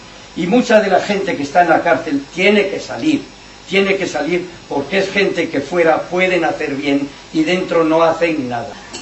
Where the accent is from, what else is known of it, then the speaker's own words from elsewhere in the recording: Navarre, Spain; en Navarra, en la ribera de Navarra, en mi tierra, gente buenísima